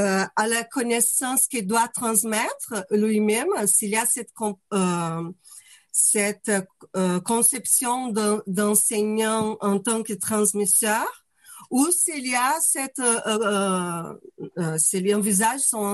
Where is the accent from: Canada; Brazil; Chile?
Brazil; French is a second language; moved away as an adult; now in France; Je suis brésilienne, je suis en France depuis 15 ans